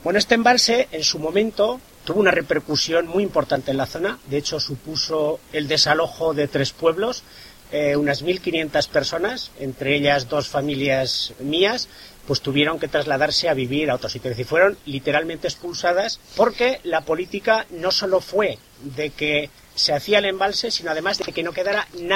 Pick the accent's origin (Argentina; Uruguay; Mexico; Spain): Spain; Artieda, Aragon; en concreto en mi pueblo, en Artieda, pues hubo gente que decidió quedarse allí